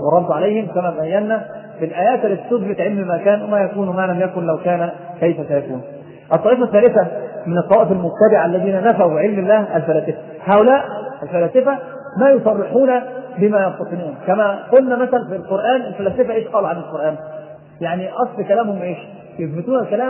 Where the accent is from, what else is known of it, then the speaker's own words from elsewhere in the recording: Egypt; ناس عندنا في مصر يستحمل مندل يروح العراف